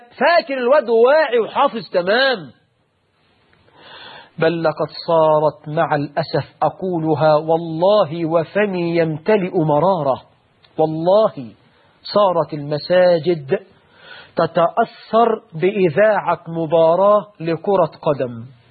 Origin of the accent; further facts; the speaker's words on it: Egypt; من شباب المسلمين في بلدنا مصر